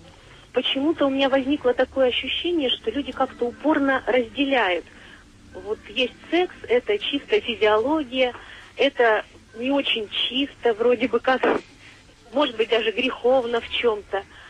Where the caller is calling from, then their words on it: Arkhangelsk, Arkhangelsk Oblast, Russia; Я звоню из Архангельска.